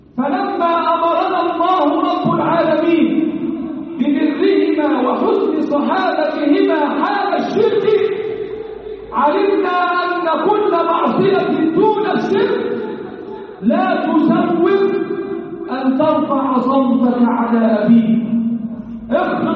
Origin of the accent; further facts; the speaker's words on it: Egypt; اللهم احفظ بلدنا مصر